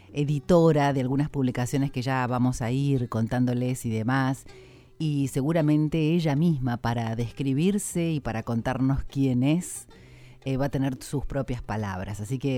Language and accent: Spanish; La Pampa, Argentina; mirá, soy de La Pampa